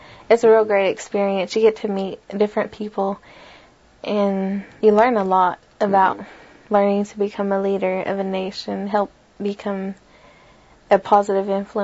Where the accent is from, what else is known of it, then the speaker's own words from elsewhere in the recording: Locust Grove, Oklahoma, United States; I'm from Locust Grove. I'm 18 years old.